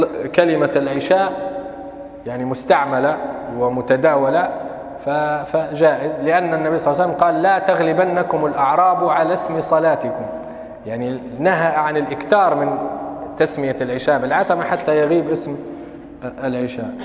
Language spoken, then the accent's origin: Arabic; Tripoli, Tripoli District, Libya; الأوقات الأذان اللي عندنا في طرابلس من زمان